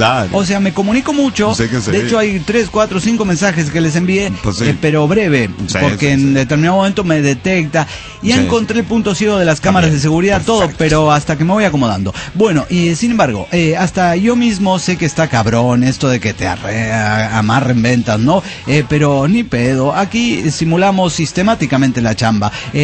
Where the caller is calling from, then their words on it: Chetumal, Quintana Roo, Mexico; Soy la arqueóloga de Chetumal, Quintana Roo.